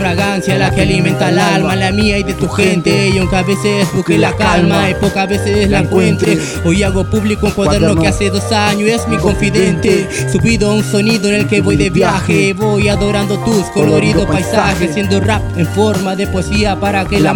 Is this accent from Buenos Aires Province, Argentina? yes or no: yes; La Plata, Buenos Aires Province, Argentina; Soy de acá, de La Plata, Barrio Malvina.